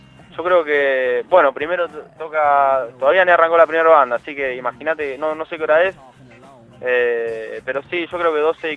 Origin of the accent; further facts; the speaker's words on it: Ringuelet, Buenos Aires Province, Argentina; yo soy de Ringuelet. Así que dentro de todo estamos acá cerquita.